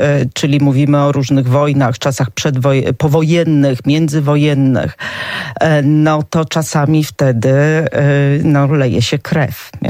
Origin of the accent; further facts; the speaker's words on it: Knyszewicze, Podlaskie Voivodeship, Poland; ja się urodziłam i wychowałam w takiej niedużej wsi Knyszewicze, właściwie kolonii pod Sokółką, kilka kilometrów od granicy dzisiejszej polsko-białoruskiej.